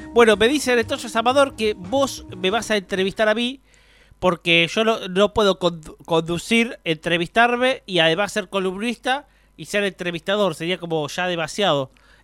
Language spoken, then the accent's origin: Spanish; Buenos Aires, Argentina; Bonaerense, señor. Bonaerense, Río Platense y bonaerense.